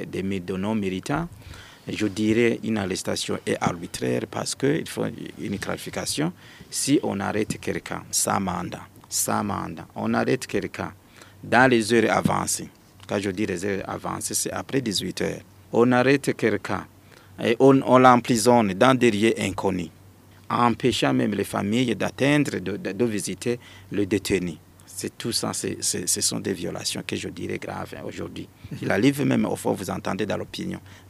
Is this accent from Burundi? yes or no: yes; Burundi; Mais ici, chez nous, au Burundi